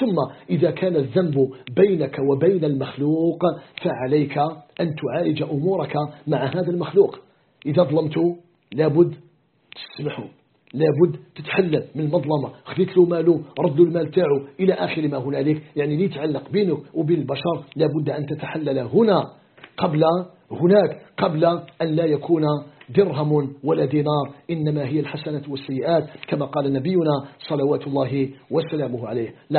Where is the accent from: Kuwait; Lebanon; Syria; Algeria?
Algeria